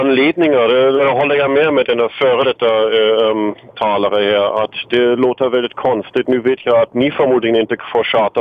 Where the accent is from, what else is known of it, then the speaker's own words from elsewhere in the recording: Berlin, Germany; Swedish is a second language; moved away as an adult; now in Sweden; Ja, som du kanske redan har gissat, kommer jag från Tyskland.